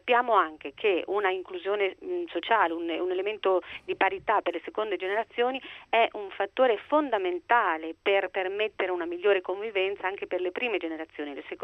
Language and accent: Italian; Modena, Emilia-Romagna, Italy; io sono di Modena